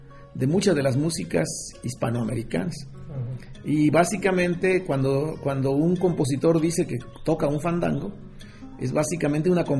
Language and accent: Spanish; Jaltipan, Veracruz, Mexico; soy nativo de un pueblo en el sur de Veracruz que se llama Jaltipan, donde pues todo el mundo tocaba y había grandes fandangos y todo el mundo le entraba al son